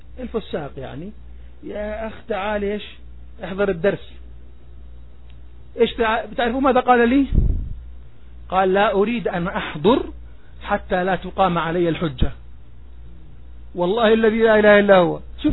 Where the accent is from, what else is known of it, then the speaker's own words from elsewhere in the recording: Jordan; أنا أردني، عتيبي صحيح، تفضل، أنا عتيبي صحيح لكن أردني